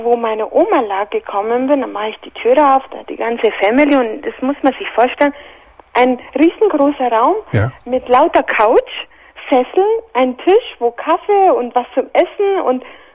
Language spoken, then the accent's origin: German; Spain; German is a second language; von meiner Familie, die in Spanien ist, also ich bin Spanierin